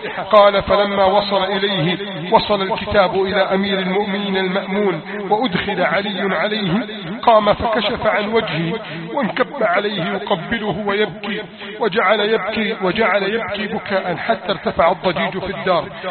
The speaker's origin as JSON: {"language": "Arabic", "country": "Egypt", "said": "اللهم احفظ بلدنا مصر من كيد الكائدين"}